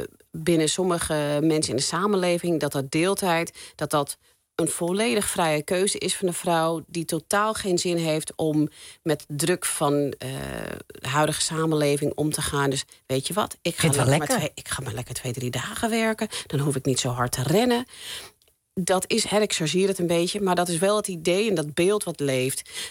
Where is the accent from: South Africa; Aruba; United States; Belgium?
United States; now in Netherlands; Ik ben zelf opgegroeid in Amerika, geboren en getogen. Niet in Nederland.